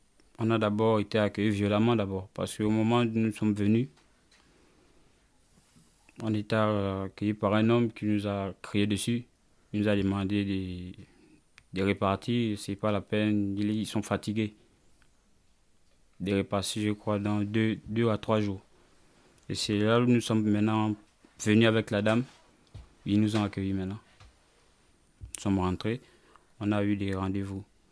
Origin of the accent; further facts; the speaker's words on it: Gabon; now in France; je viens d'abord plus précisément du Gabon. Ouais. En arrivant en France, je suis rentré en France le 9 octobre.